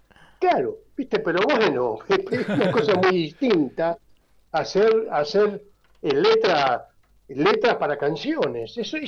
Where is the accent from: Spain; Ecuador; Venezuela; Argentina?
Argentina; Buenos Aires; Yo soy muy porteño, ¿viste? Muy porteño.